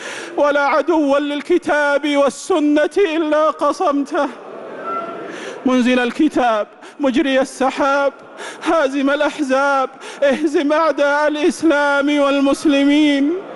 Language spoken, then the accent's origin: Arabic; Saudi Arabia; اللهم أدم على بلادنا المملكة العربية السعودية وجميع بلاد